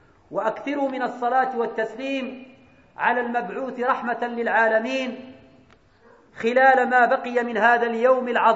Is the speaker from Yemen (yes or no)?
no; Morocco; أن يجنب بلدنا المغرب ملكا وشعبا